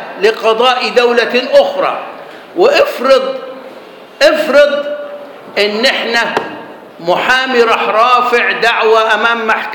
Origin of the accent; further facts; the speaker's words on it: Egypt; فالمقنن عندنا في مصر أخرج بعض المسائل